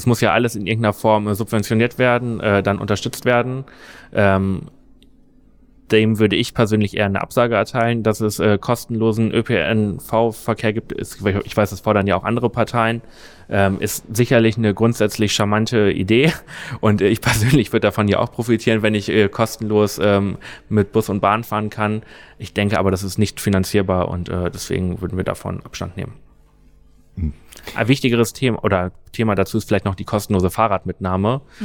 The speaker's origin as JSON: {"language": "German", "region": "Lower Saxony", "country": "Germany", "said": "ich komme aus Niedersachsen, da haben die Schülerinnen und Schüler alle Monatstickets bekommen"}